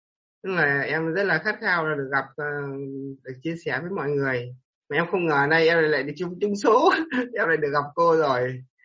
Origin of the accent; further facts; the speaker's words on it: Ninh Binh, Vietnam; em đến từ Ninh Bình cô ạ.